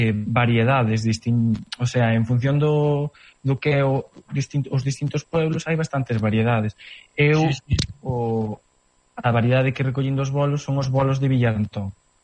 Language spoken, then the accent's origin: Galician; Navia de Suarna, Galicia, Spain; como son de Navia, pois, recollín, pois, a maioría dos que recollín son de Navia